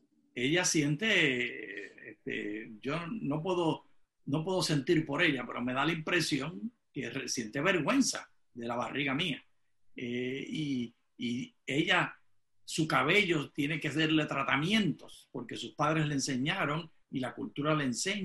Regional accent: Puerto Rico; mi esposa es dominicana y yo soy puertorriqueña.

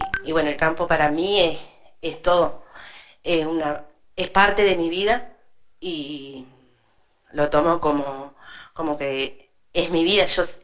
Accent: Cushamen, Chubut, Argentina; yo vengo de Cusamen, pero hace como 14 años estoy viviendo acá en el paraje de Mallinagado.

